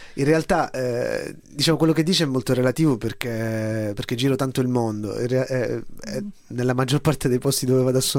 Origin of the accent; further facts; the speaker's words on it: Palermo, Sicily, Italy; Sono dell'82, sono nato a Palermo, cresciuto a Palermo, e quindi avevo 10 anni quando a Palermo abbiamo avuto il nostro 11 settembre